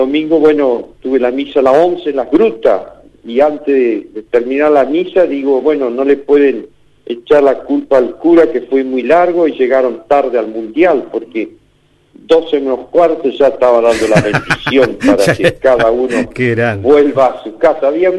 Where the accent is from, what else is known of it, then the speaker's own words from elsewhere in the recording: Argentina; nos hizo descubrir que somos un pueblo, somos Argentina